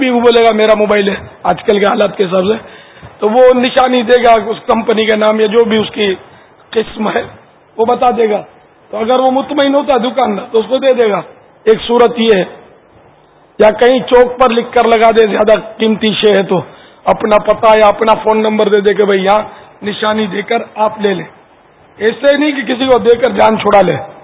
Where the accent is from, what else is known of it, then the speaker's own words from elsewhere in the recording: Karachi, Sindh, Pakistan; born there; میں ہوں تو بیسکلی تو سندھی ہوں نا باب المدینہ کی پیدائش ہے میری لیکن بنیادی طور پہ مہمان ہوں مہمان سندھی ہم لوگ انڈین ہیں مہاجر ہیں ہمارے جو والدین وغیرہ ہجرت کر کے پاکستان آ کر آباد ہوئے تھے اور میں یہاں پیدا ہوا ہوں